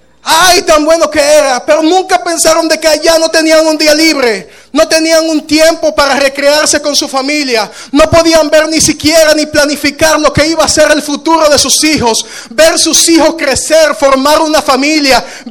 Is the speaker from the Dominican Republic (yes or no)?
yes; Dominican Republic; Tuve mucho tiempo diciendo, no, soy dominicano.